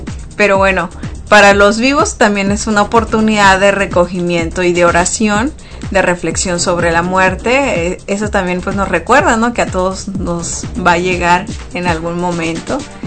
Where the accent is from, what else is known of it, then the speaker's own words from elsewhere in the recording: Mexico; now in United States; De lo que realmente pues celebramos nosotros como mexicanos, ¿no? Entonces, pues esta celebración pues ha crecido, ha traspasado generaciones, inclusive acá en Estados Unidos